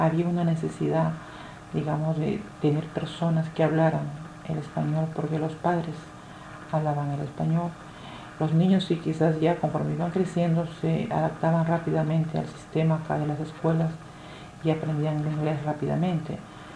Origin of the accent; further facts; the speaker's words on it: Peru; mi experiencia en mi país, en la cual soy peruana